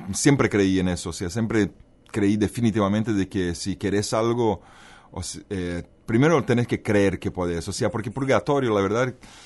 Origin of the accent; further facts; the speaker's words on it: Bolivia; born there; also born or lived in Brazil; yo nací en Bolivia, viví en Brasil, entonces tuve la oportunidad de entender culturas tan diferentes a la vez.